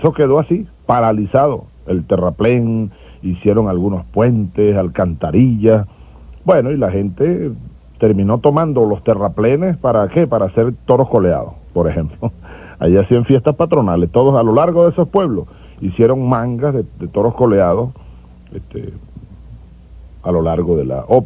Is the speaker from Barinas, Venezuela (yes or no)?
yes; Sabaneta, Barinas, Venezuela; born there; Yo nací en la ribera derecha, es decir, del lado de Barinas, del río Boconó. A la orilla, 100 metros del río, nacimos nosotros en Sabaneta de Barinas.